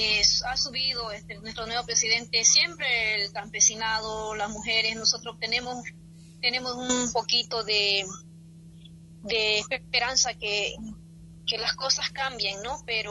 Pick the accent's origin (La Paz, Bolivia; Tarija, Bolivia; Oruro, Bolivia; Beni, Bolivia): Beni, Bolivia; Riberalta; Así que yo desde acá, desde mi pueblo Riberalta, solo decirle que tenemos que trabajar bastante